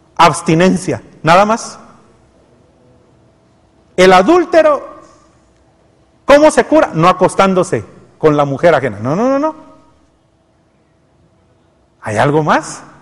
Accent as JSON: {"language": "Spanish", "country": "Guatemala", "said": "Y cuando no se frustraron con nosotros en algún momento, lo que hicieron fue abandonarnos y decir, es que los guatemaltecos, ¿no? Y desconfiar de nosot"}